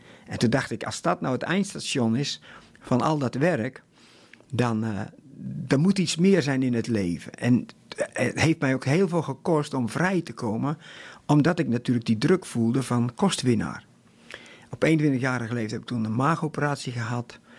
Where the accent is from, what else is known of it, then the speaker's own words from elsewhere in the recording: Lexmond, Utrecht, Netherlands; Ik ben geboren en getogen in Lexmond. Dat is een heel klein dorpje waar nogal eens files zijn met de A27. En ik kom uit een boerengezin.